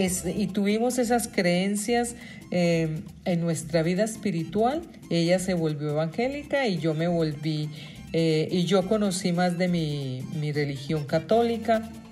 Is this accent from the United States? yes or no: yes; New York, United States; Crecimos en Nueva York, nos conocimos en Nueva York, crecimos juntas, parrandeando y loqueando juntas en la vida de los colombianos en ese estado.